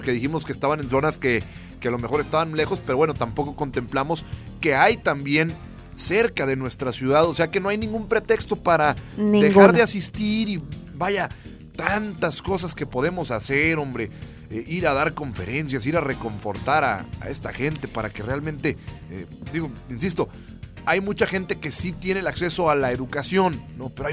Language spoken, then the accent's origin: Spanish; Saltillo, Coahuila, Mexico; empatizar con que somos de Saltillo, apasionarnos con que somos de esta ciudad